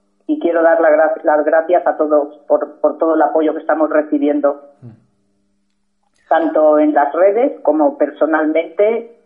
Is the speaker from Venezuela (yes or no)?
no; Catalonia, Spain; Somos simplemente catalanes y españoles. Y amamos nuestra patria y nuestra bandera. Y nuestra Cataluña.